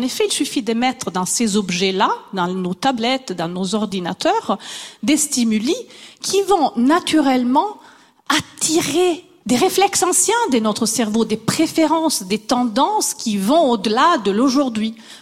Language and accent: French; Italy; Je suis italienne, je bouge déjà beaucoup les mains.